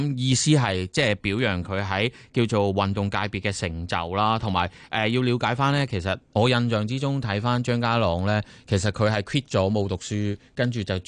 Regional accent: Hong Kong; 作为香港人

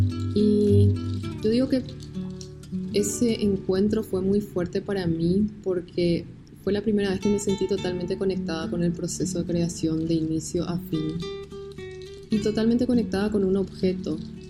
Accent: Asunción, Paraguay; soy alfarera de Asunción, Paraguay.

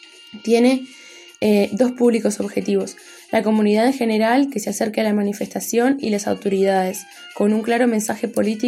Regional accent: Uruguay; tengo 23 años, soy de Uruguay, soy técnica en desarrollo y artesana, activista y militante del feminismo negro en los grupos Misangas e Identidad Afro

